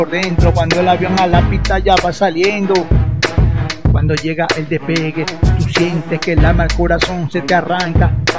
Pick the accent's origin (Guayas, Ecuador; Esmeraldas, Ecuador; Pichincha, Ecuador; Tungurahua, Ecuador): Guayas, Ecuador; Guayaquil; soy de Guayaquil, Ecuador, de Pertusa